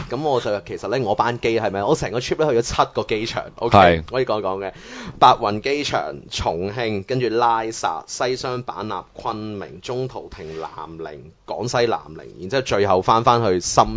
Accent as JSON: {"language": "Cantonese", "country": "Hong Kong", "said": "咁我係香港人嚟噶嘛？咁我揸住港澳咁，"}